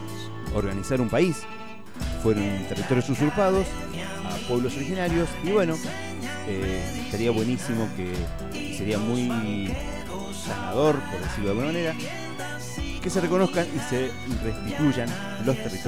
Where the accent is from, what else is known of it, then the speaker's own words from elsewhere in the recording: Argentina; es lo que nos pasa como sociedad, como pueblo argentino en este caso, ¿sí?